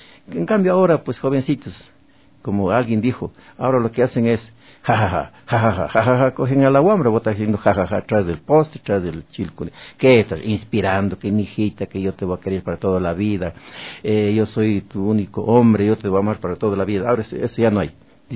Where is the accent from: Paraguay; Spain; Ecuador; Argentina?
Ecuador; Azogues, Cañar; En mi tierra, yo como azogueño